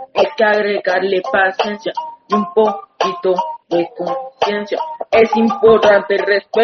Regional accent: Nueva Esparta, Venezuela; moved away as an adult; Yo vengo de Venezuela, el país hermano. Vengo de la isla Coche, Margarita y Cuguagua. Yo vengo de Margarita, viví ahí toda mi vida. Llevo 2 años acá

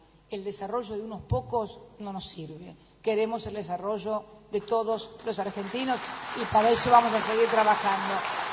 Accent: Galicia, Spain; yo soy gallega

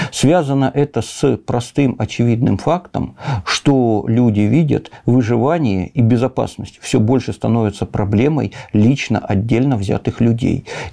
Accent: Horlivka, Donetsk Oblast, Ukraine; Имеется мой родной город Горловка, например, окраина ее Зайцево.

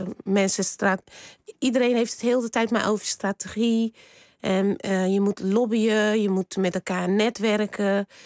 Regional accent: Rotterdam, South Holland, Netherlands; Ik kom uit Rotterdam.

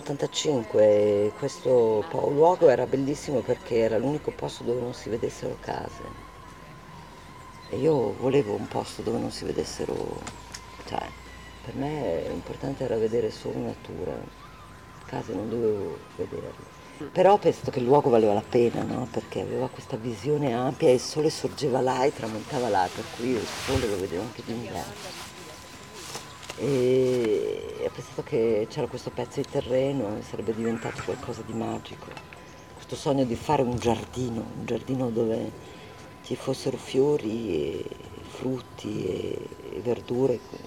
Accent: Trentino-Alto Adige, Italy; io sono vissuta in Val di Sori, in un posto a 1000 metri dove c'era una natura molto selvaggia, parliamo degli anni 63, 64, 65, cioè anni in cui non c'era ancora il turismo

